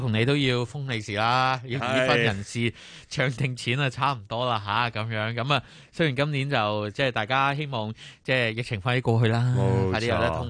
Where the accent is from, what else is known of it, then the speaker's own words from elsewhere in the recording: Guangdong, China; 同我哋廣東人有少少唔同